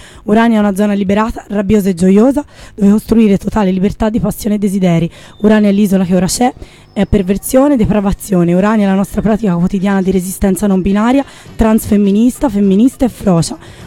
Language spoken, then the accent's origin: Italian; Florence, Tuscany, Italy; Scusi, noi siamo fiorentini.